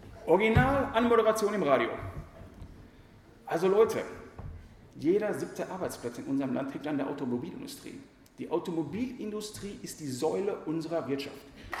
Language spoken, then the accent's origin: German; Essen, North Rhine-Westphalia, Germany; bei uns in Essen ist das die 224